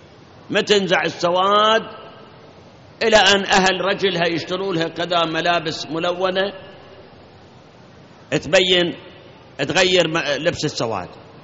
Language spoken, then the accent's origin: Arabic; Iraq; الآن عندنا بالعراق كثير من العوائل